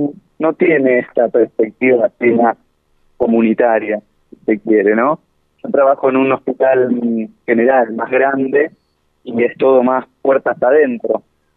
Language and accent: Spanish; Buenos Aires, Argentina; soy de Buenos Aires. Trabajo en un hospital de Buenos Aires y vine 3 meses a trabajar acá a los distintos dispositivos del Servicio de Salud Mental de Bariloche.